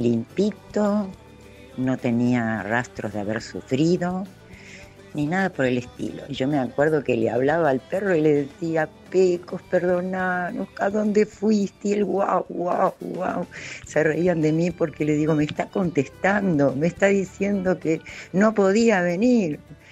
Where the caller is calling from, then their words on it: Mar del Plata, Buenos Aires Province, Argentina; de Mar del Plata. Les mando un beso grandote.